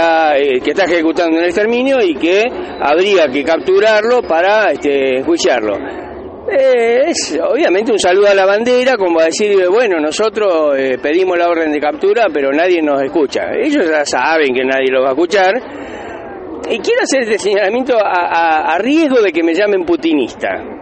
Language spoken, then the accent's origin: Spanish; Moreno, Buenos Aires Province, Argentina; yo personalmente soy de Moreno